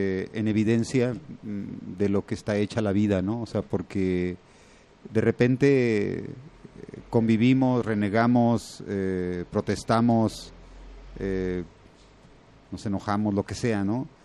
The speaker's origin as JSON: {"language": "Spanish", "country": "Mexico", "said": "somos como mexicanos, como seres humanos, como ciudadanos"}